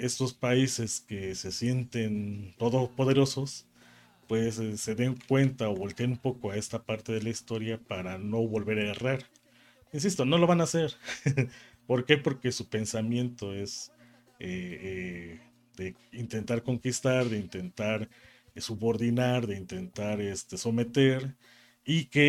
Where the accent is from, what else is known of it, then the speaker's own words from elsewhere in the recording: Puebla, Mexico; como saben que soy de Puebla